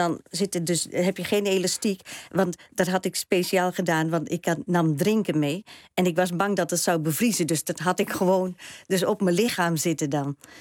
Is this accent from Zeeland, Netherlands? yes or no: no; Staphorst, Overijssel, Netherlands; ja, ik kom oorspronkelijk uit Staphorst.